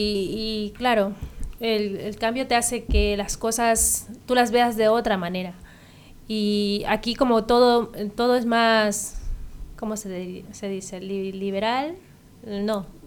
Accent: Martos, Andalusia, Spain; now in Ibiza, Spain; me vine yo de Martos a Ibiza, porque no, en principio a mí no me gustaba ese pueblo, ni la gente, ni nada, pero cuando ya vine a Ibiza

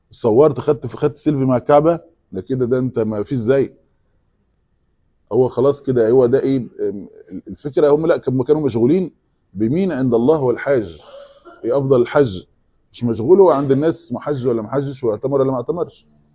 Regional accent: Egypt; عندنا في مصر

